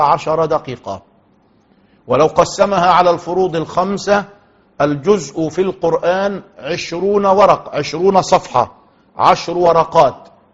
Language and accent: Arabic; Egypt; كما نقول دائما في المثل العام عندنا في مصر